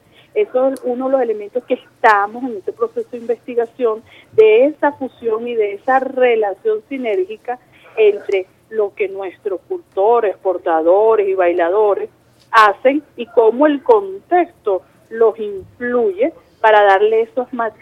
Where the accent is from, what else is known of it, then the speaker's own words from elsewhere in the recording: Venezuela; eso forma parte de nuestra identidad como venezolanos.